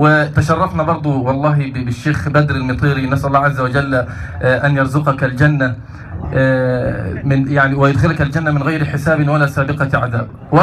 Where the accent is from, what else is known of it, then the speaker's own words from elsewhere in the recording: Egypt; فعلا اليوتيوب كان لي أثر كبير جدا في الشباب عندنا في مصر